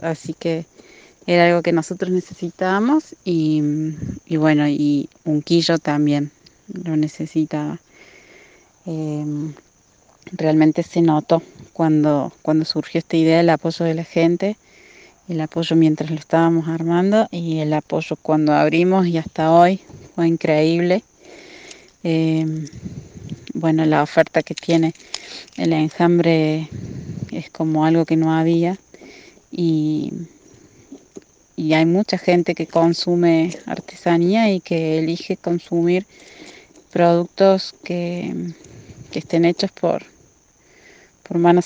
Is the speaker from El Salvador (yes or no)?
no; Unquillo, Córdoba, Argentina; de Unquillo.